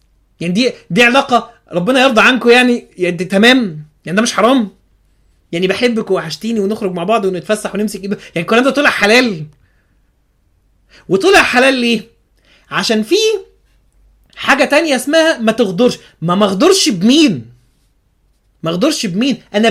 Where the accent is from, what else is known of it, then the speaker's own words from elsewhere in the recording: Alexandria, Alexandria Governorate, Egypt; كنا مثلا نبقى راكبين الترام عندنا في اسكندريه